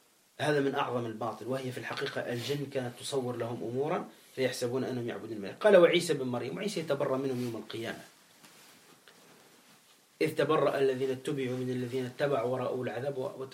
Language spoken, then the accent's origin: Arabic; Gabès, Gabès Governorate, Tunisia; ومات في مدينتي أنا في جابس في تونس